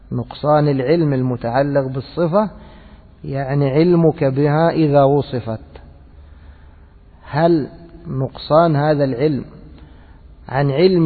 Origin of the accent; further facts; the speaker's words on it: Egypt; يعني أنا مرة ذهبت أشتري عندنا في مصر